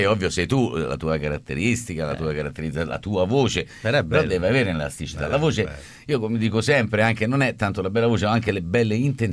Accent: Rome, Lazio, Italy; Sì, perché giocavamo da bambini a Roma.

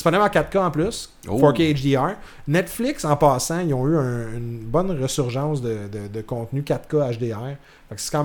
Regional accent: Canada; parce que je suis pas dans mon pays d'origine, je peux pas l'écouter.

